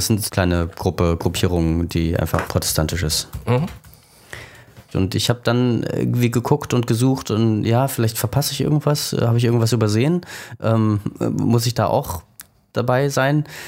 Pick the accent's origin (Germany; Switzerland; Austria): Germany; East Germany; wir sind in der DDR religionsfrei aufgewachsen.